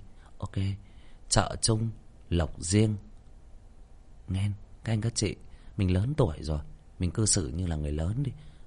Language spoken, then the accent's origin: Vietnamese; Northern Vietnam, Vietnam; em là một người miền Bắc chuẩn. Nếu mà nói theo cái cách nó hơi thô tục hơn nữa thì em là Bắc Kỳ chuẩn.